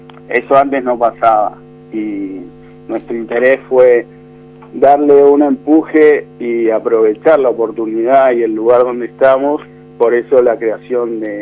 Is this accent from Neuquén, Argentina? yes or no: no; Buenos Aires, Argentina; Yo soy de Buenos Aires, sí.